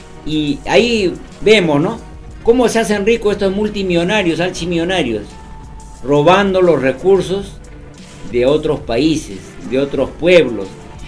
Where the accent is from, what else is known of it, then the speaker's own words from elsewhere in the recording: Peru; a mi pueblo peruano les digo